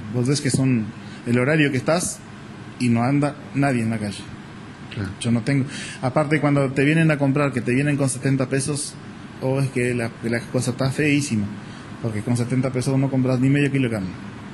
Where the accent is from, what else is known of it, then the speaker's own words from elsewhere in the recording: Artigas, Uruguay; como ciudadano uruguayo, ciudadano artiguense, te duele.